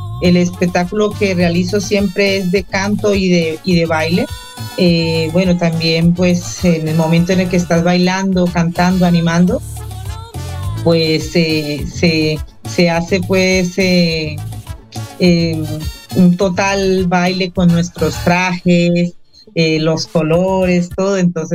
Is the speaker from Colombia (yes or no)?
yes; Cali, Valle del Cauca, Colombia; como te he dicho, soy de Cali. Normalmente, pues, los caleños, ¿no? Los de nuestra época somos salseros